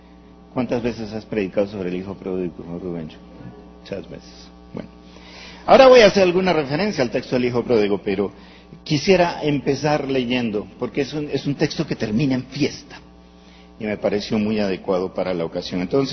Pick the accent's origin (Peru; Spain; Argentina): Peru; moved away as an adult; now in Medellín, Colombia; Soy peruano, casado con Rola, pero llevo 12 años viviendo en Medellín, o sea que ya estoy nacionalizado paisa yo también.